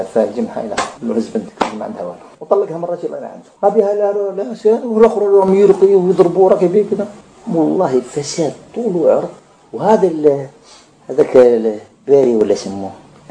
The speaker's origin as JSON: {"language": "Arabic", "country": "Algeria", "said": "الرقية عندنا في الجزائر"}